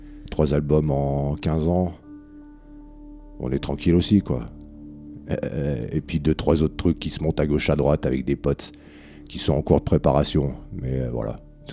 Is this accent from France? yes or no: yes; France; forcément pas mal en France vu qu'on est français.